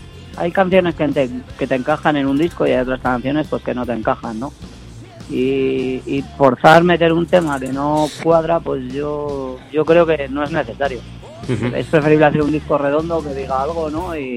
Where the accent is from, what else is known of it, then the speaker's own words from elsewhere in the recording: Teruel, Aragon, Spain; No, nosotros somos de Teruel.